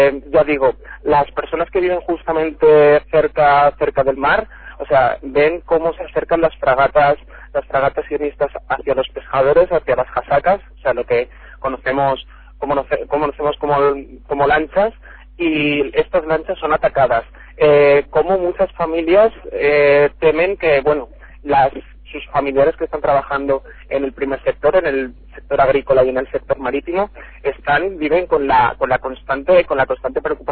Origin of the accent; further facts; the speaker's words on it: Castile, Spain; acabo de llegar ahora mismo al estado, como bien dices, a Castilla, a mi pueblo